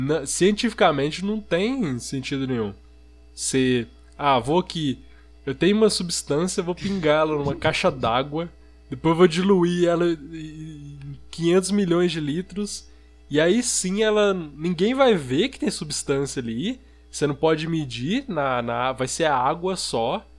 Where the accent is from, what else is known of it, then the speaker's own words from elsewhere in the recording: São João, Brazil; Eu falei, sou daqui de São João.